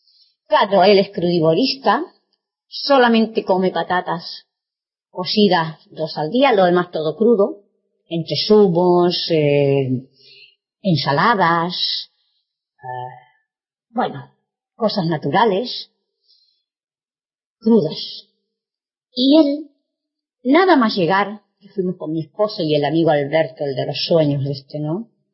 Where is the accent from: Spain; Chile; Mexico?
Chile; no como cuando era niña y adolescente en Chile.